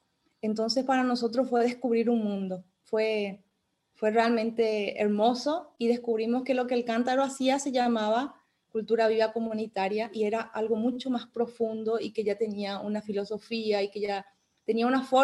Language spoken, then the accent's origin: Spanish; Paraguay; paraguaya, latinoamericana, soñadora